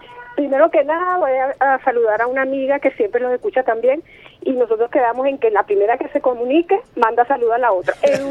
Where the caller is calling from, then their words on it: Horizonte, Miranda, Venezuela; de aquí de Horizonte, municipio Sucre, del estado Miranda.